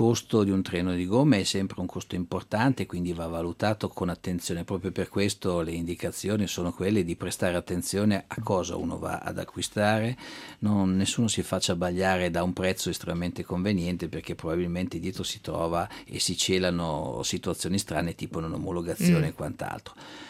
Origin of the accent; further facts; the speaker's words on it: Milan, Lombardy, Italy; io sono milanese, quindi non è che non voglio assolutamente puntare il dito contro la mia città